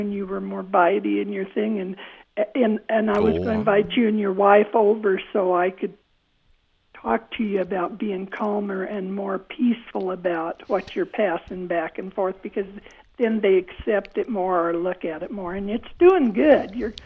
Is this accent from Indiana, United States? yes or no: no; Emmett, Idaho, United States; born there; I love Idaho. I was born in Emmett.